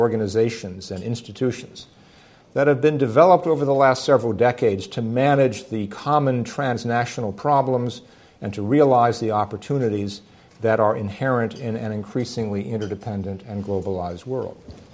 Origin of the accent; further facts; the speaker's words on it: New York, United States; I'm back in my hometown, New York, and not only that, I grew up literally 2.5 blocks from here, so this is my neighborhood.